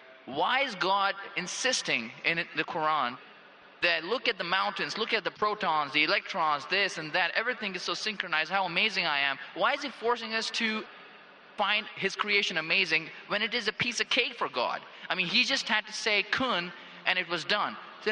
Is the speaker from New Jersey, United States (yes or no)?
no; Phoenix, Arizona, United States; I'm from Phoenix, Arizona in the United States.